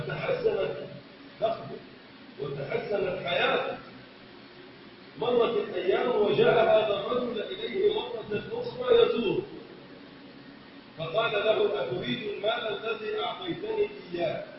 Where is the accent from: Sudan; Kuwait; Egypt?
Egypt; اللهم من اراد بلدنا مصر بخير وفقه لكل خير